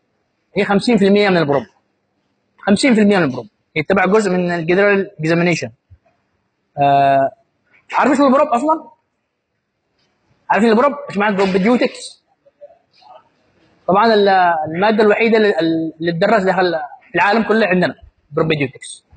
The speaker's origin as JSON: {"language": "Arabic", "country": "Yemen", "said": "بالذات عندنا في اليمن"}